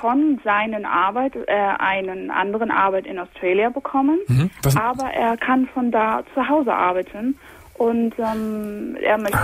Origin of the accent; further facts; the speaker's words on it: Chicago, Illinois, United States; German is a second language; Ich komme aus Chicago.